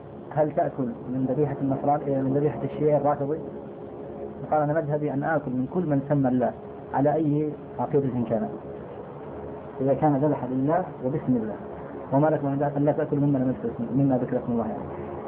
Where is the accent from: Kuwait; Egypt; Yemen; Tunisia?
Kuwait; أحد طلب العلم عندنا في الكويت